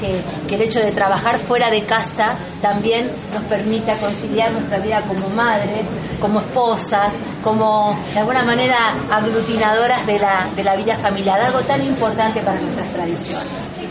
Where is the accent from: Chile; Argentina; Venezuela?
Argentina; tiene que ver con lo que hoy somos como argentinos y argentinas